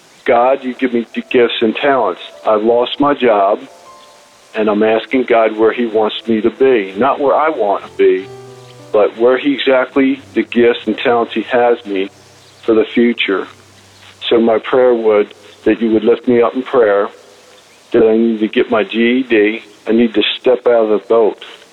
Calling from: Parkville, Maryland, United States; I'm calling from Parkville, Maryland.

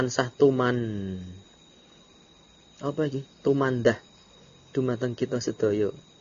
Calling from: Klaten, Central Java, Indonesia; Kula pamiyarsa saking Klaten badhe tanglet pripun hukumipun maem sedaya dedaharan

